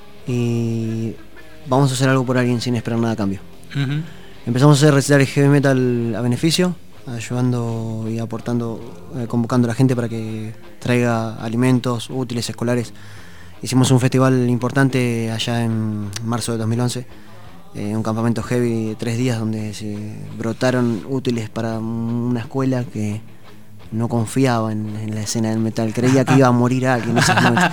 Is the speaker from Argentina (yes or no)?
yes; La Plata, Buenos Aires Province, Argentina; also born or lived in Puerto Madryn; de la ciudad de La Plata. Vine con esto en el año 2009 cuando me vine de la provincia de Chubut, de uh-huh. la ciudad de Puerto Madryn.